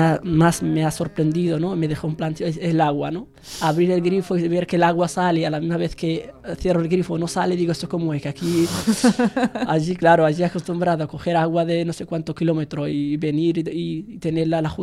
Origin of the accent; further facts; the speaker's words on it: Tindouf Province, Algeria; now in Spain; Vengo del Ayun.